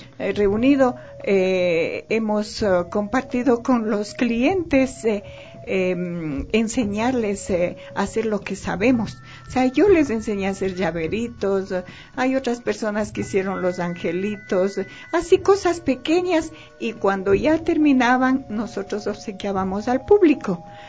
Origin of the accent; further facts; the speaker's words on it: Quito, Pichincha, Ecuador; Es que yo toda la vida viví aquí porque yo soy nacida aquí.